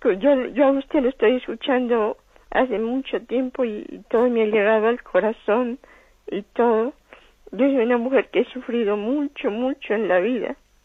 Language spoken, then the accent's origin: Spanish; Colombia; Yo soy una señora que vivo acá en... por acá, ¿cómo que se llama? Yo soy colombiana.